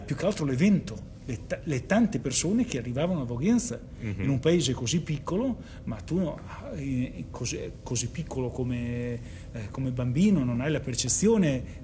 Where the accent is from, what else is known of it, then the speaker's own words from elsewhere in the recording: Voghiera, Emilia-Romagna, Italy; also born or lived in Bologna; io sono nato a Bologna e mi sono trasferito, i miei genitori mi hanno portato qua in età scolare, cioè quando ho cominciato la prima elementare, nel 74-75. Quindi diciamo il mio ricordo di Voghiera comincia nel periodo scolastico